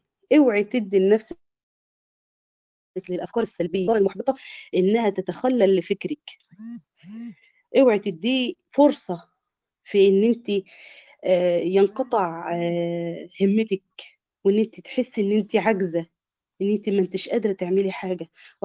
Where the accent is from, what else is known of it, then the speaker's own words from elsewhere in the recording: Egypt; احنا طبعا انت عارف احنا كشعب مصري